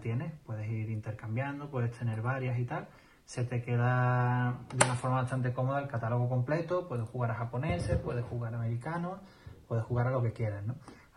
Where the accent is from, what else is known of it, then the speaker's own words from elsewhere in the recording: Málaga, Andalusia, Spain; de Málaga